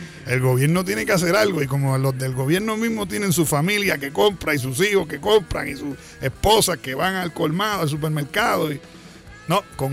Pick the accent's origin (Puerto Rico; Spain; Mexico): Puerto Rico; Pero mi pueblo tiene mucho corazón en el momento de la desgracia porque lo vive. O sea, todo puertorriqueño, claro, que vive en Puerto Rico, ha cogido un huracán alguna vez.